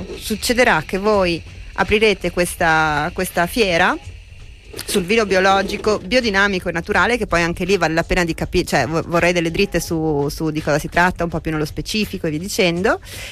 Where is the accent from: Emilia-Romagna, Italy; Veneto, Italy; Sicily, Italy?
Veneto, Italy; io che sono veneta